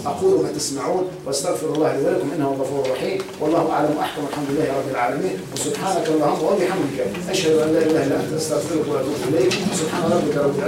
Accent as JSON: {"language": "Arabic", "country": "Tunisia"}